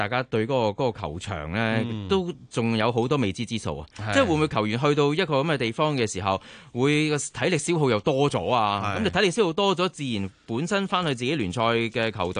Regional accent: Hong Kong; 咁我哋香港人亦都好想睇下一啲大型嘅體育賽事喺香港舉行啦

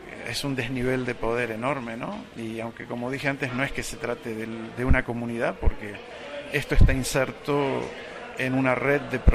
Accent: Argentina; also born or lived in Mexico; now in United Kingdom; Soy argentino de origen, vivo en Inglaterra, trabajo en la Universidad de Newcastle, soy sociólogo y, bueno, viví en México

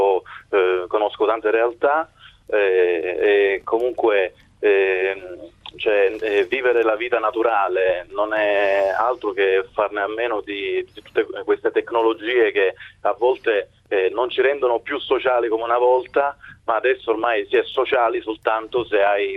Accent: Copertino, Apulia, Italy; now in Rome, Italy; Io sono di Copertino, nel Salento. Ora sono a Roma, però...

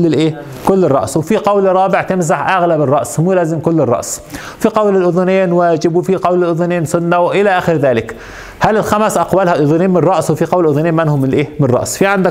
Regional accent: Egypt; عندنا في مصر يضعون صليب

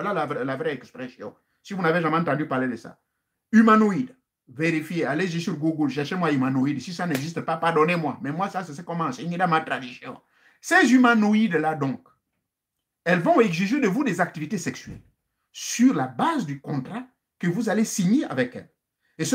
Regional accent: Gabon; chez nous au Gabon

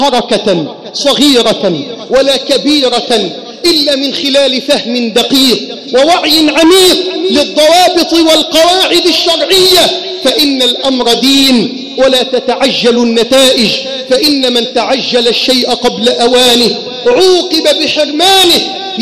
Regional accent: Egypt; اللهم ارزق بلدنا مصر حاكما ربانيا صالحا

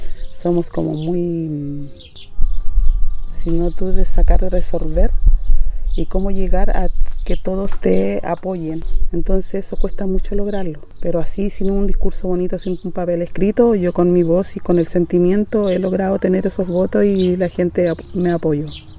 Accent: Valle de Azapa, Arica y Parinacota, Chile; Soy nacida y criada en el Valle de Azapa, vengo de una familia afrodescendiente.

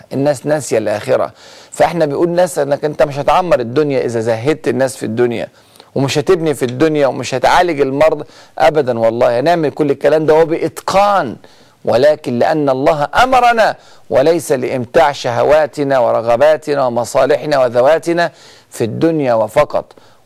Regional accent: Egypt; وإحنا حتى عندنا في مصر بنقول المثل: محدش بينام من غير عشاء.

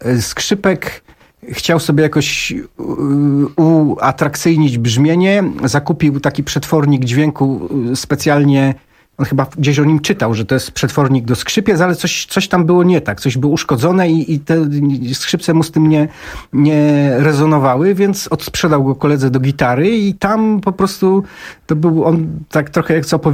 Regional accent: Częstochowa, Silesian Voivodeship, Poland; Ja na przykład pochodzę z Częstochowy i to sam na własnej skórze odczułem.

